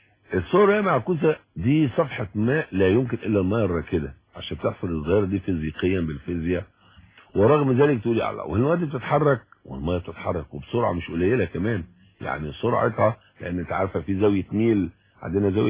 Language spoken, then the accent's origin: Arabic; Egypt; إحنا كمصريين إحنا أمة الدنيا، يعني علمنا الناس معنى الوجود.